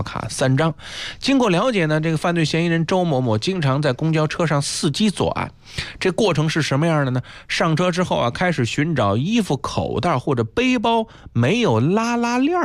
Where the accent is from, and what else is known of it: Beijing, China